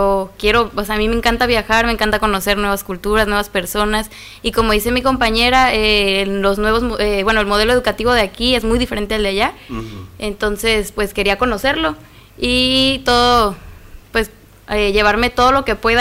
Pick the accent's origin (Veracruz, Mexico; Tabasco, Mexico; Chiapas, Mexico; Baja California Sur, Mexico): Baja California Sur, Mexico; Yo soy de Baja California Sur.